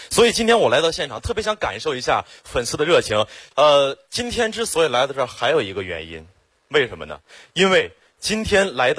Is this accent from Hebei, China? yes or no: yes; Xiong'an, Hebei, China; 我真的特别的稀缺，土生土长的雄安人，从小在那长大。